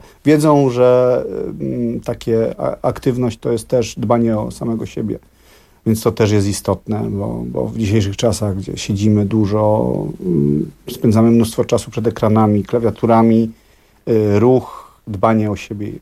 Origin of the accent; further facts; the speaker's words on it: Kraków, Lesser Poland, Poland; Tak, ja jestem z Krakowa